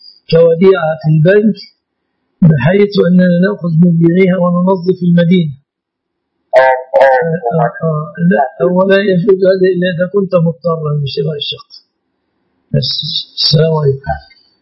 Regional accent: Egypt; عندنا في مصر

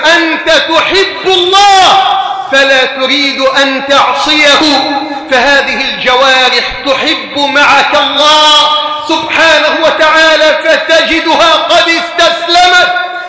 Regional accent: Egypt; أن تجعل بلدنا مصر واحدا للأمن والأمان

